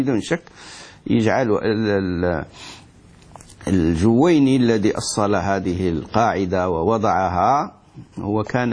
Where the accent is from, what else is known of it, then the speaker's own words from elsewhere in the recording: Morocco; احنا عندنا في المغرب يقولون عيش لا تموت